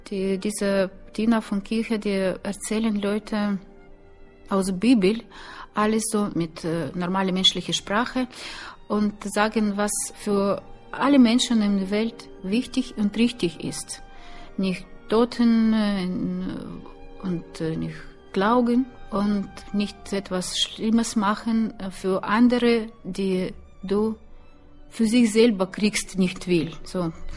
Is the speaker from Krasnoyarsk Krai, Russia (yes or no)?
yes; Norilsk, Krasnoyarsk Krai, Russia; born there; German is a second language; Norilsk, die heimliche Stadt, wo ich geboren bin.